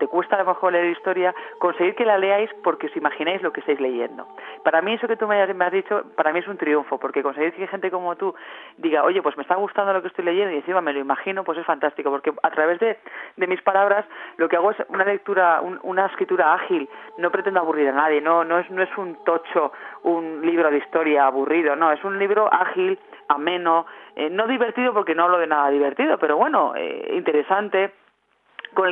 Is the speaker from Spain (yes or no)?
yes; Valladolid, Castile and León, Spain; presento el libro el 24 de septiembre en Valladolid, en mi tierra